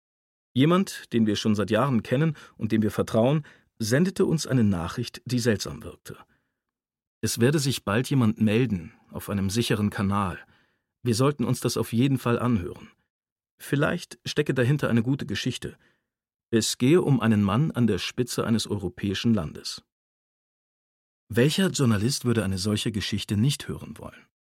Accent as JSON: {"language": "German", "country": "Germany", "tie": "born or raised there", "said": "Wir sind beide in der Nähe der österreichischen Grenze aufgewachsen."}